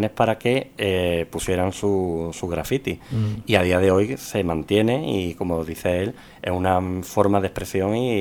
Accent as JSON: {"language": "Spanish", "town": "Jerez", "region": "Andalusia", "country": "Spain", "said": "Yo soy de Jerez, por ejemplo, y yo recuerdo cuando también era joven"}